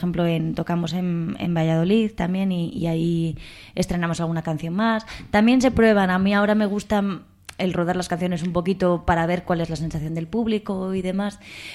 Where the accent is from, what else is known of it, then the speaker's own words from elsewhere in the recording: London, United Kingdom; now in Spain; porque me crié en Londres.